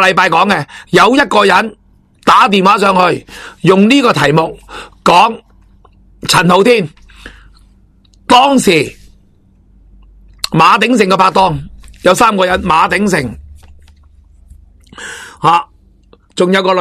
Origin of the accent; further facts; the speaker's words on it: Hong Kong; 但系香港人下一节讲，香港人有我哋香港人嘅必要嘅嘢